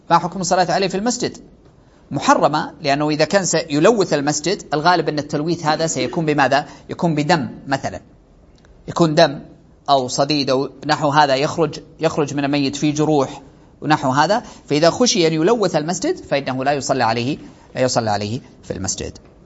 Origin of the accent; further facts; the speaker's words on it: Saudi Arabia; ولأجل هذا ترون أنه عندنا في السعودية عموم المساجد